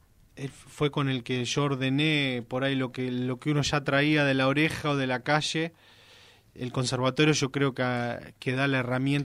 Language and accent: Spanish; Garín, Buenos Aires Province, Argentina; yo tengo 29, empecé a los 12 en la Casa de la Cultura de Garín, de mi pueblo. Bueno, ciudad, que yo para mí, yo lo siento pueblo, pero es ciudad ya, ¿no?